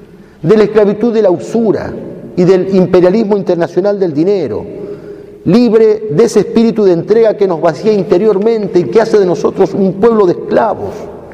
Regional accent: Argentina; a nuestra patria y a nosotros como argentinos.

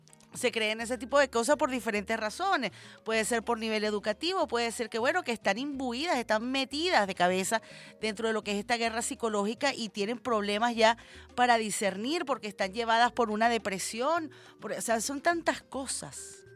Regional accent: Venezuela; Ante todo somos venezolanos y venezolanas.

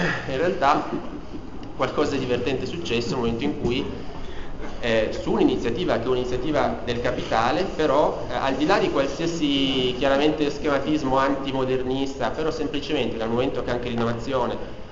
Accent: Piedmont, Italy; declinare da piemontese

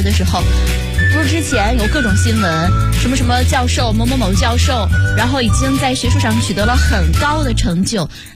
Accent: Shandong, China; 在至少在我的家乡，我是山东人嘛。

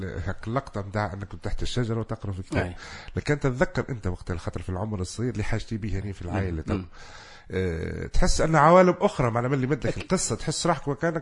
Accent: Tunisia; نقول احنا عربي تونسي

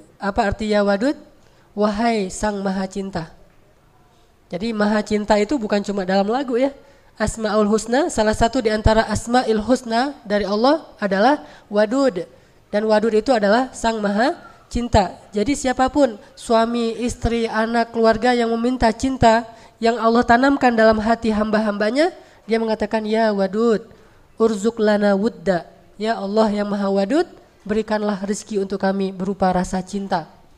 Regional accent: Aceh, Indonesia; Saya sebagai orang Aceh

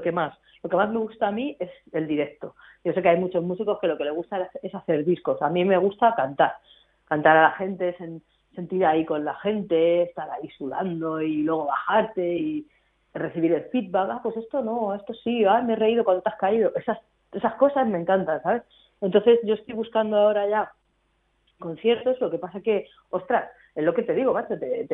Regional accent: Madrid, Community of Madrid, Spain; born there; now in Barcelona, Spain; mis dos ciudades, que son donde nací, que es en Madrid, y donde vivo, que es aquí en Barcelona.

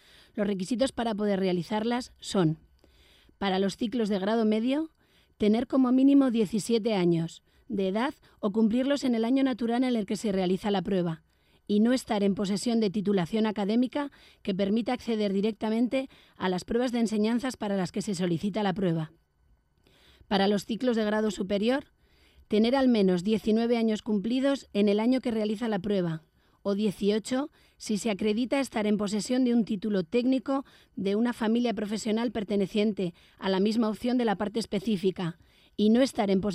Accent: Vitoria, Basque Country, Spain; born there; now in Cózar, Spain; nací en Vitoria, pero por motivos familiares ahora resido en Cózar.

